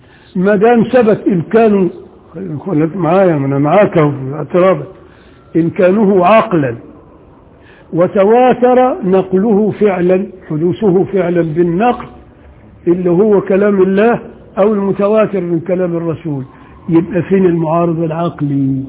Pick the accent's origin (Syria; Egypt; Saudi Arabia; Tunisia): Egypt; Upper Egypt; عشان أنا ساعات يعني بقى أنا راجل صعيدي وبغير على اللي هنا